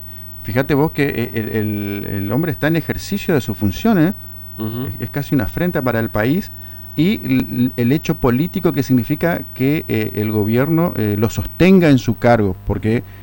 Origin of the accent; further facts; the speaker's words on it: Argentina; Mirá, vos somos noticias los argentinos nuevamente.